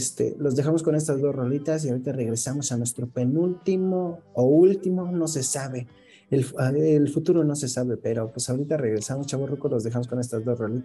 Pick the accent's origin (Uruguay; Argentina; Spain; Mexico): Mexico; soy mexicano, soy orgullosamente de mi país, güey